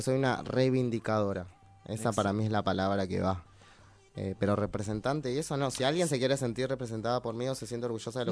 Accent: Buenos Aires, Argentina; also born or lived in Monte Grande; Yo nací en Parque Avellaneda. Nací en Monte Grande, en realidad, de pedo, pero siempre viví en Capital Federal, en Parque Avellaneda, que es mi barrio, en la casa de mi familia, que, bueno, vivían mis abuelos.

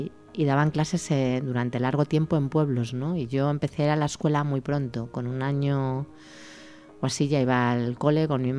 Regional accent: Salamanca, Castile and León, Spain; moved away; Bueno, yo quería salir de Salamanca, ¿eh?

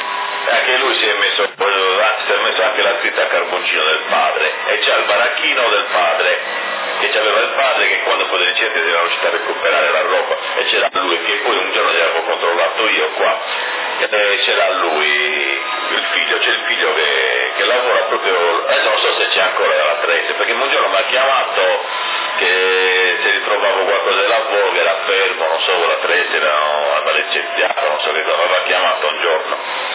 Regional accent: Sassari, Sardinia, Italy; No, sono di Sassari.

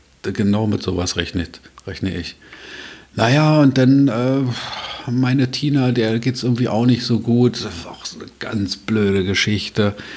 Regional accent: Berlin, Germany; Ich bin Berliner, ich brauche das.

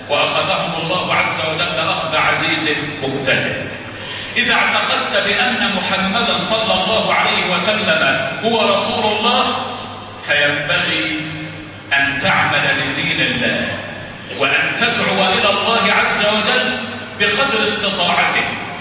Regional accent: Egypt; اللهم اجعل بلدنا مصر آمنة مطمئنة وسائر بلاد

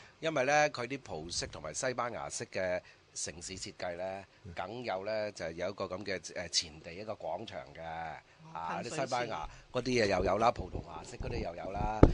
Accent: Macau; 其實第一咧，喺童年喺澳門住嘅時候咧，就唔識英文嘅，更加唔識葡文啦

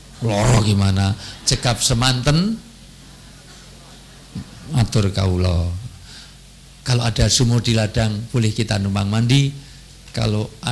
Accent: Yogyakarta, Special Region of Yogyakarta, Indonesia; selaku warga Jogja yang banyak meninggalkan Jogja, banyak di Jakarta, banyak di semuanya

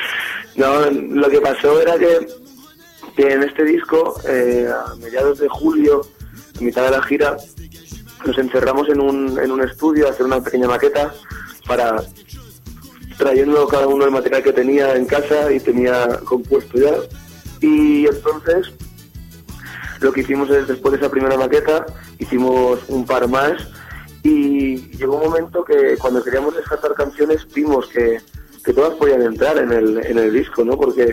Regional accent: Montcada i Reixac, Catalonia, Spain; Ovidi, Adrià y yo, somos originales de Moncada, y Reixac, que es una población a 10 kilometrillos de Barcelona.

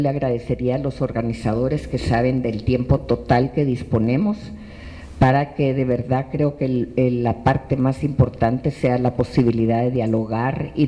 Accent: Guatemala; now in Mexico; los que siendo guatemaltecos tuvimos que llegar en algún momento a México como única posibilidad de salvar la vida

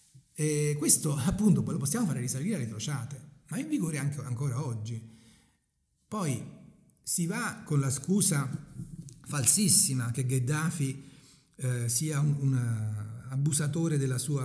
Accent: Avellino, Campania, Italy; io sono di Avellino e sono molto bianco

